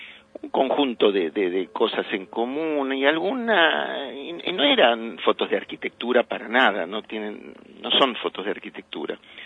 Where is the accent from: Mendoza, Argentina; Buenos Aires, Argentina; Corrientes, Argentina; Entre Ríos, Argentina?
Buenos Aires, Argentina; born there; Bueno, nací en Anchorena, entre Tucumán y Celaya.